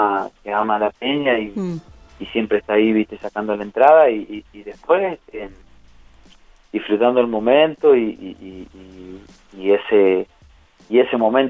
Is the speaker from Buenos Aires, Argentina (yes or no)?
no; Victorica, La Pampa, Argentina; Exacto, ayer estuve en mi pueblo, en Victorica